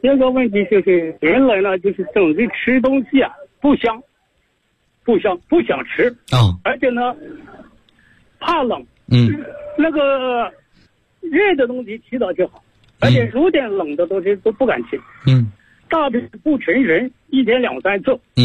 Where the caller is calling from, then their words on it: Guangdong, China; 我呢是来自广东西宁的，